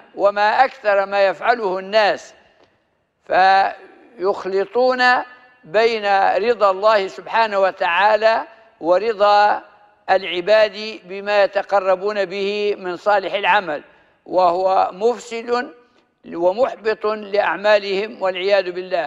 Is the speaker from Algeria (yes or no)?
no; Libya; accent: Libyan; والتكريع في الماء معلوم في لهجتنا الليبية